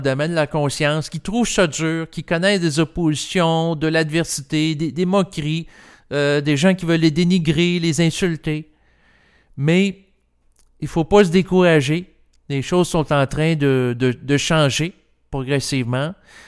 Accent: Quebec, Canada; born there; moi, je suis né au Québec et j'ai pas à changer d'endroit et je l'apprécie.

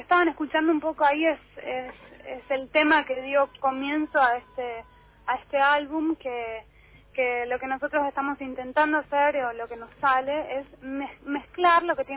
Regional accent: Buenos Aires, Argentina; yo soy súper porteña y soy de una familia que nada tiene que ver con las provincias del norte del país, ni nada parecido

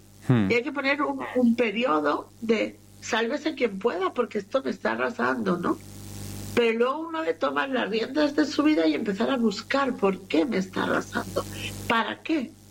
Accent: Catalonia, Spain; born there; Me castigaba por hablar con los españoles, porque encima yo nací en Cataluña.

